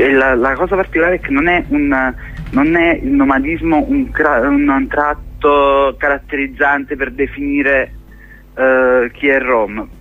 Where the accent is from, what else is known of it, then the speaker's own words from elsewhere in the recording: Naples, Campania, Italy; io pure sono napoletano